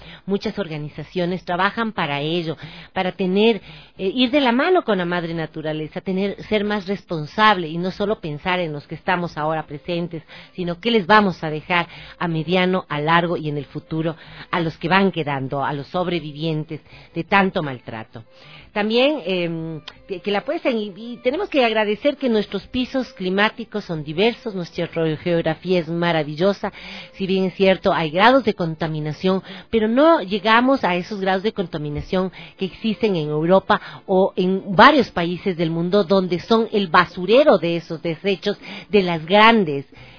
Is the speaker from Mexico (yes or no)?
no; Ecuador; nuestra obligación ahora como ecuatorianos es ir desarrollando, trabajando, todos los ecuatorianos